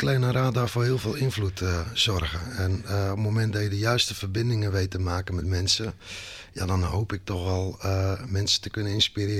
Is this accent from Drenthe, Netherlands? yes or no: no; Gorinchem, South Holland, Netherlands; Ik kom uit Gorinchem.